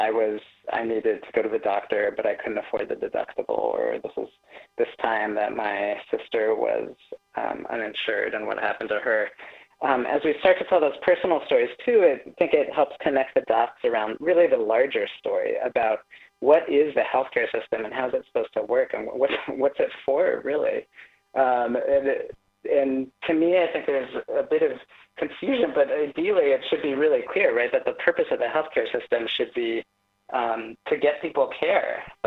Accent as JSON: {"language": "English", "town": "Bay Area", "region": "California", "country": "United States", "tie": "born or raised there", "also_born_or_lived": "Boston / Nashville", "said": "I was Born in the Bay Area back in the early 80s and grew up here and back in the Bay now and also in Boston and Nashville. So my family moved around some."}